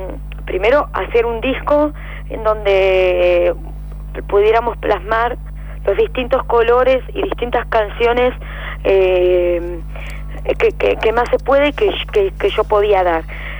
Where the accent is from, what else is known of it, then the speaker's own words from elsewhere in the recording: Chos Malal, Neuquén, Argentina; Yo soy de Neuquén, soy una cantante, una cantora de neuquina, nacida en Chosmalal. Entonces, la geografía del lugar donde nací y donde me crié es territorio mapuche.